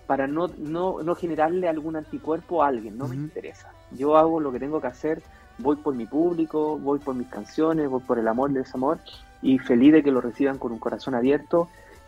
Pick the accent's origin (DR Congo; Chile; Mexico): Chile; a nosotros como chilenos nos cuesta un poquito más.